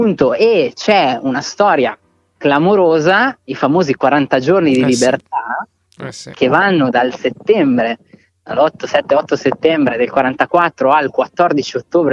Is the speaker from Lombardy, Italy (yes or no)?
no; Piedmont, Italy; la Val d'Ossola, che è la mia terra d'origine.